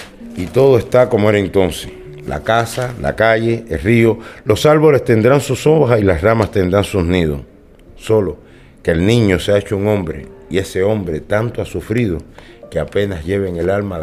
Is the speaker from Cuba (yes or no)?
yes; Cuba; Soy cubano